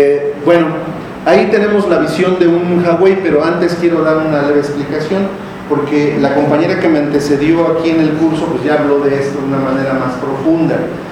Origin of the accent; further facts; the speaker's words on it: Tecámac, State of Mexico, Mexico; Nosotros venimos de Tecama, ya les dije que en esos tiempos cuando existían los lagos era un pueblo de pescadores, era un pueblo ribereño